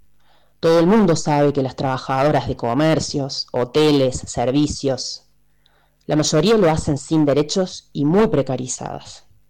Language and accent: Spanish; Villa Carlos Paz, Córdoba, Argentina; soy de Carlos Paz